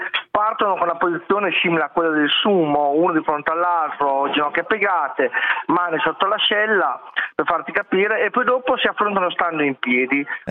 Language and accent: Italian; Reggio Emilia, Emilia-Romagna, Italy; non sono sardo, sono reggianissimo.